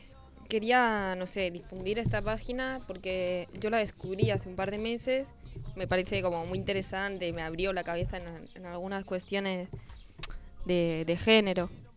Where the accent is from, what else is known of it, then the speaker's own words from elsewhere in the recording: Cercedilla, Community of Madrid, Spain; todos saben que soy de España, de un pueblito que se llama Cercedilla